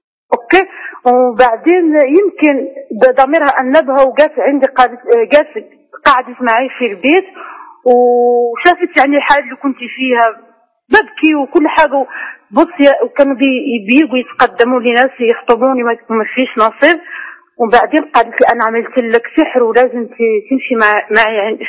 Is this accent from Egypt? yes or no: no; Morocco; من المغرب